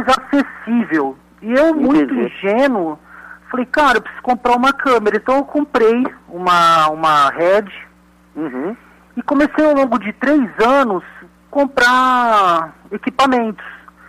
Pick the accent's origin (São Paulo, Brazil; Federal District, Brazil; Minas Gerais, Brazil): São Paulo, Brazil; Ribeirão Preto; Eu sou aqui de Ribeirão Preto, né, interior de São Paulo. Uhum. E eu, desde criança, sempre gostei de filmes de terror. Eu nasci nos anos 80.